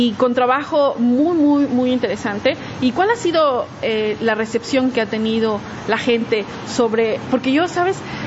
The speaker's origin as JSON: {"language": "Spanish", "country": "Mexico", "said": "nosotros como mexicanos tenemos un concepto de la muerte completamente diferente"}